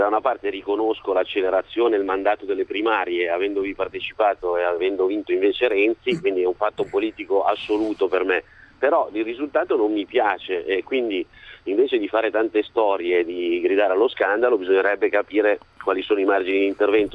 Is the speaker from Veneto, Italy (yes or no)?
no; Monza, Lombardy, Italy; io sono di Monza